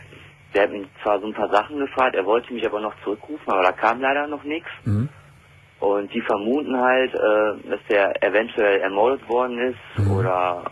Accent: Serbia; Ja, also ich komme selber aus Serbien.

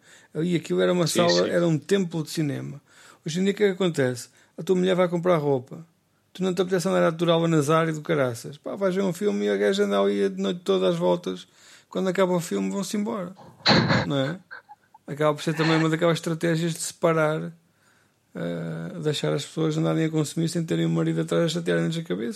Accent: Centro, Portugal; na minha aldeia, que eu moro aqui, morava numa aldeia, uma vila do Baixo Mondego, conhecida pela sua pastelaria

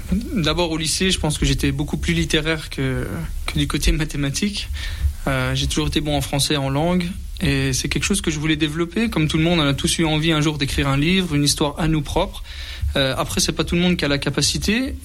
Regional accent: Remiremont, Grand Est, France; j'ai 37 ans. J'habite Remiremont, je suis originaire de Remiremont de base. Et après de longs voyages, je suis revenu dans notre région

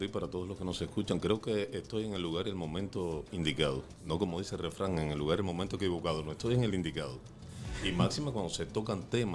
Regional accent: Cuba; moved away as an adult; yo salí de Cuba hace exactamente ya siete meses, así que todavía estoy calientito de haber salido de allá.

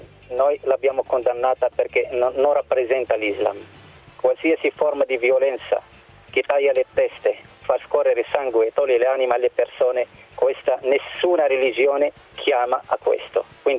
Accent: Morocco; Italian is a second language; now in Italy; Vengo dal Marocco, non ho mai visitato un paese arabo

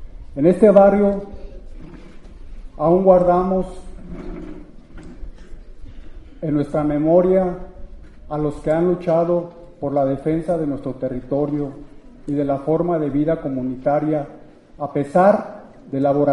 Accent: Uruapan, Michoacán, Mexico; Yo vengo de Uruapan

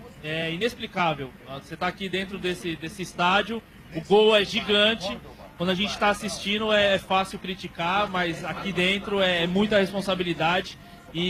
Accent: Guarulhos, São Paulo, Brazil; Sou de Guarulhos.

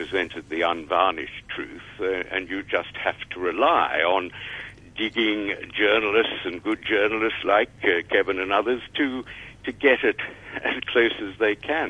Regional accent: Australia; 50 years ago, when I was growing up in Australia, it was widely reported

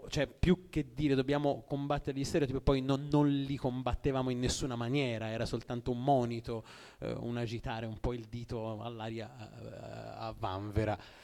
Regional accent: Orbetello, Tuscany, Italy; io sono di Orbetello

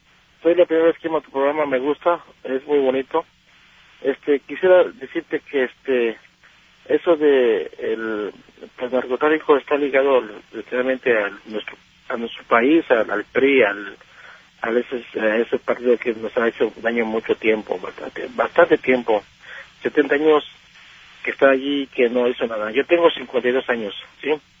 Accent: State of Mexico, Mexico; now in Houston, United States; yo soy del Estado de México. Yo viví ahí en Santa Clara, donde fue la explosión de una bomba, de una pipa.

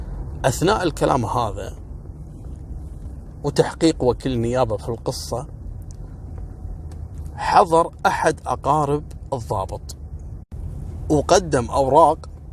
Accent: Kuwait; وعلى فكرة ترى احنا عندنا في الكويت التعامل العسكري

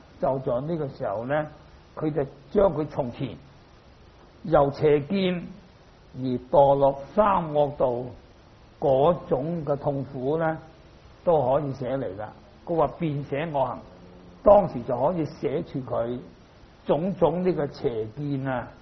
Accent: China; 所以咧，我哋中國人啊，如果你肯讀呢啲佛經咧，你對於中國嘅文化咧，係對你有好大嘅幫助啊！

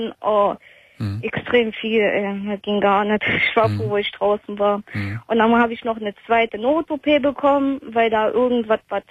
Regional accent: Trier, Rhineland-Palatinate, Germany; Ich komme ja aus Trier und ich musste bis nach Limburg fahren

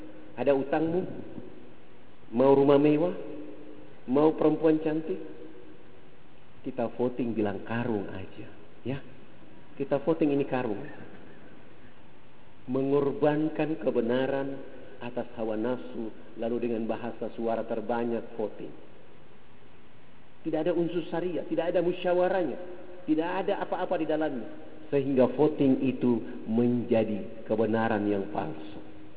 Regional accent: Papua, Indonesia; Saya berhadapan dengan mereka karena saya orang Irian

